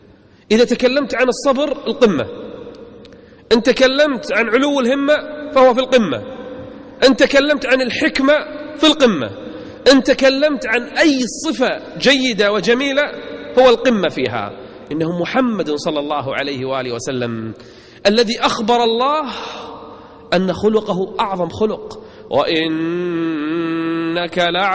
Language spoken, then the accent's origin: Arabic; Kuwait; موجودين عندنا بالكويت للأسف